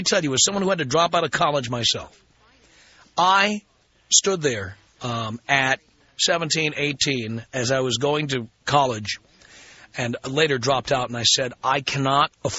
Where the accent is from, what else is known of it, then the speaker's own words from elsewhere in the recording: New York City, New York, United States; I grew up in the South Bronx in a one-bedroom apartment with three siblings. And so four of us shared a bedroom.